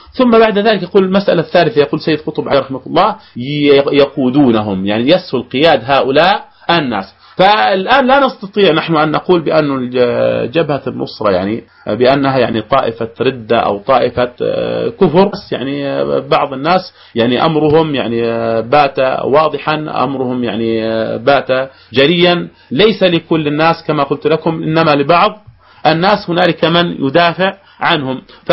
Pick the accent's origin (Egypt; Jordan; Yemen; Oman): Jordan; الاختراق تم من الأردن، والتسلل تم من الأردن، ومن ثم وصل إلى بلاد الشام